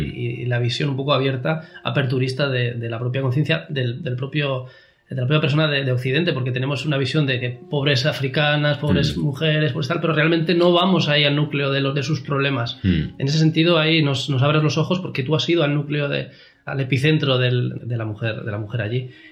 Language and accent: Spanish; Noaín, Navarre, Spain; Puesto que, bueno, somos de Noaín.